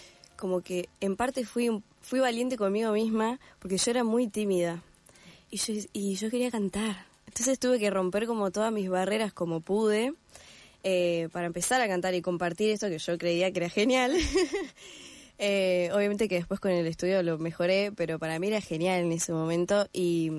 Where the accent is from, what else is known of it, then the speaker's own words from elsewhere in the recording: Gualeguaychú, Entre Ríos, Argentina; yo soy de Entre Ríos, de Gualeguaychú, y no hay profesores de violín acá